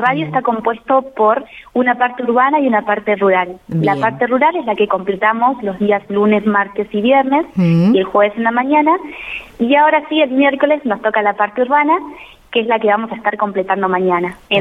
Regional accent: Argentina; Yo no soy de acá de La Ahumada, soy de Altachiri. Entonces es un paisaje, un lugar completamente diferente al que yo estoy acostumbrada.

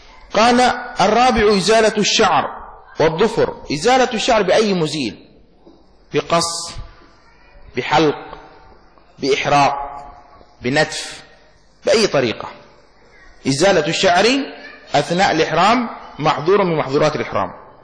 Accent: Yemen; إزار مفتوح يسمى عندنا في اليمن معوز

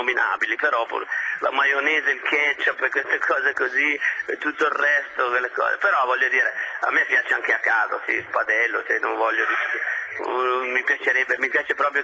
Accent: Piedmont, Italy; vengo da Piemonte, mi piace il Barbera

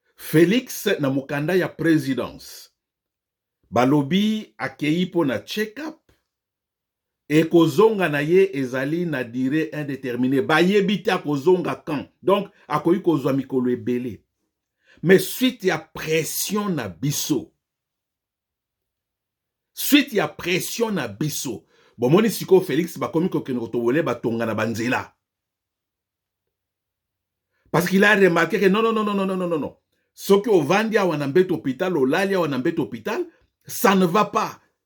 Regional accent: DR Congo; Moi, je suis Congolais, 100%.

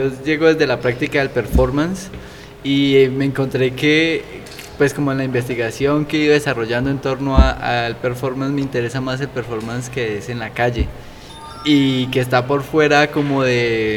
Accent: Cali, Valle del Cauca, Colombia; Yo digo de Cali y la gente se queda así como, Norteamérica. No, Cali, Colombia.

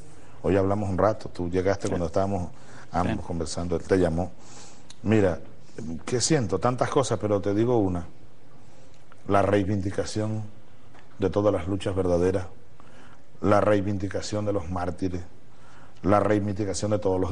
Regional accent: Barinas, Venezuela; En el río Santo Domingo, en mi ciudad natal, en Los Llanos.

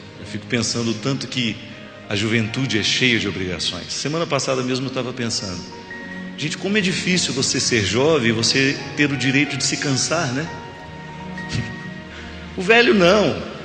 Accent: Formiga, Minas Gerais, Brazil; quando eu era criança, eu ficava encantado vendo lá em Formiga, na cidade onde eu nasci

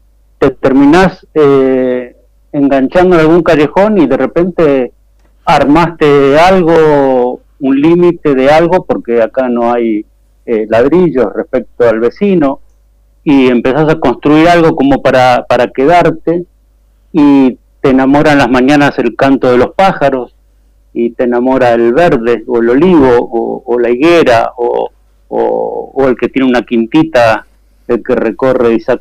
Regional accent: Buenos Aires, Argentina; Yo soy oriundo de Capital Federal, yo soy de los queridos porteños, digamos.

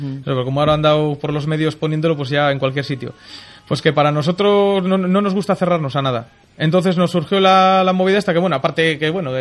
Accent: Santander, Cantabria, Spain; soy de Santander, ¿eh?

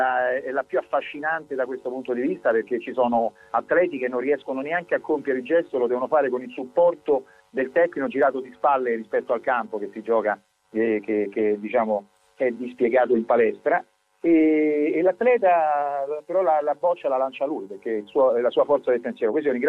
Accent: Rome, Lazio, Italy; io sono romano

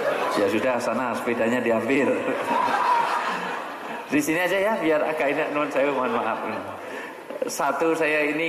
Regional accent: Java, Indonesia; karena saya orang Jawa.

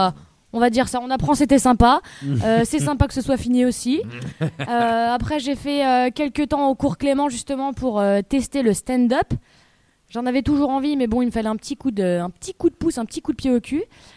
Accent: Lyon, Auvergne-Rhône-Alpes, France; now in Paris, France; Exactement, je viens de Lyon et depuis 4 ans, je suis sur Paris pour...

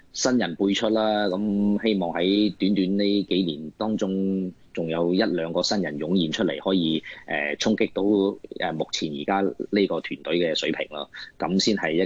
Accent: China; now in Hong Kong; 我哋咁啊，包括我都系内地过嚟嘅。咁但系因为我母语系广东话咧，就好多谢香港市民好容易接受到我啦

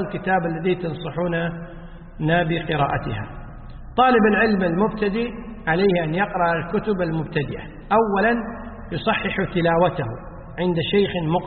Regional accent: Kuwait; يعني يسموه حنا عندنا بالكويت يسمون دسوس، بالعربية القفازات.

